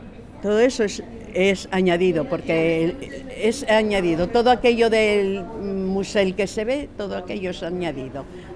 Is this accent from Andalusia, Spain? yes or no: no; Gijón, Asturias, Spain; Yo desde que nací. Tengo 72 años. Y soy de aquí, soy de Jove, allá arriba de Jove.